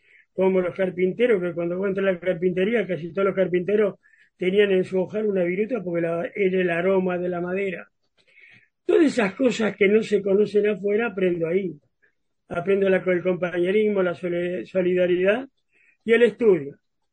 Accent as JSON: {"language": "Spanish", "town": "Pie de Palo", "region": "San Juan", "country": "Argentina", "tie": "born or raised there", "also_born_or_lived": "Santa Fe / Chilecito", "said": "Yo nací en Santa Fe, pero antes de llegar a Córdoba yo me doy cuenta que estoy en el planeta Tierra, en un pueblo que se llama Pie de Palo, que es la precordillera sanjuanina, mi papá era ferroviario."}